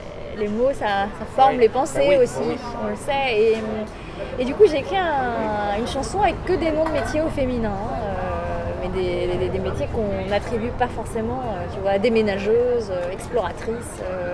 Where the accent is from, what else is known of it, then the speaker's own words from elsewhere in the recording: East France, France; born there; now in Paris, France; Je suis née dans l'Est de la France.